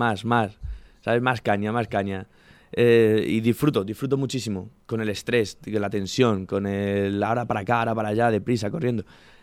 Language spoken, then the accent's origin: Spanish; Talavera de la Reina, Castilla-La Mancha, Spain; Yo decía que no, que soy de Talavera.